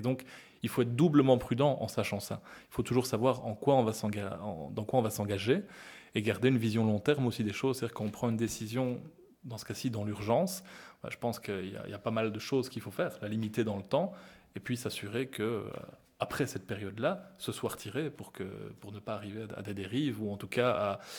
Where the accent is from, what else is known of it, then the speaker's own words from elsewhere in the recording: Belgium; la côte flamande, hein, chez nous en Belgique